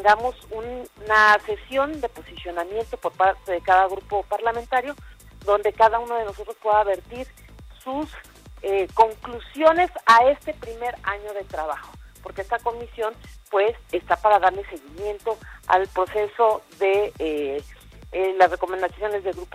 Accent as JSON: {"language": "Spanish", "country": "Mexico", "said": "la misma confusión que ustedes tienen y tenemos todos como sociedad mexicana"}